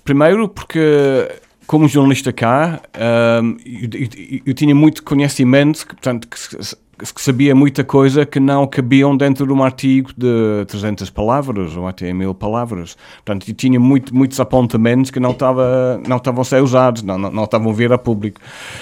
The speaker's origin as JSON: {"language": "Portuguese", "region": "England", "country": "United Kingdom", "second_language": "Portuguese", "moved": "as an adult", "lives_now": "Lisbon, Portugal", "said": "eu sou inglês e vivo há mais de 30 anos em Portugal, em Lisboa, melhor dito."}